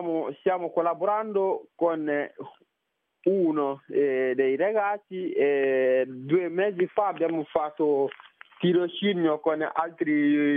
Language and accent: Italian; Mali; moved away as an adult; now in Italy; Io vengo dal Mali.